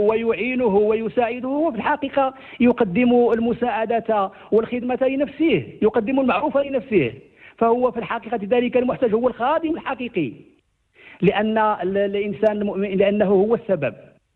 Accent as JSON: {"language": "Arabic", "country": "Morocco", "said": "وجعلنا كمغاربة نلهج بشكره حفظه الله"}